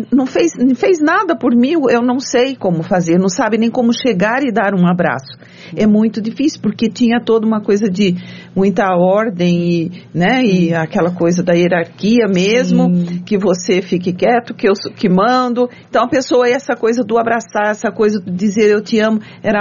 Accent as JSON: {"language": "Portuguese", "town": "São José", "country": "Brazil", "tie": "born or raised there", "said": "eu não fui criada longe, eu sou aqui de São José, de Zona Rural"}